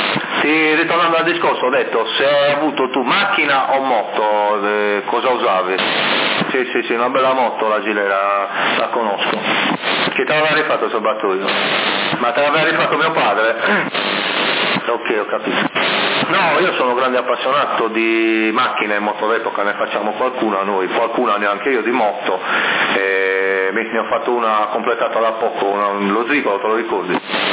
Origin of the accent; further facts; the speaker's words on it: Sassari, Sardinia, Italy; Io sono di Sassari, sto trasmettendo da Sassari stazione fissa.